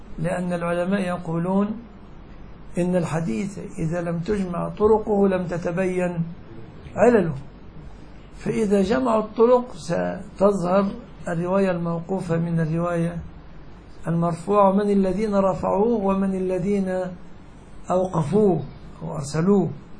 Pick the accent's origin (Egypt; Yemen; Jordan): Egypt; يعني مثلا عندنا كمصريين مستقذر جدا عندنا أن نأكل الجراد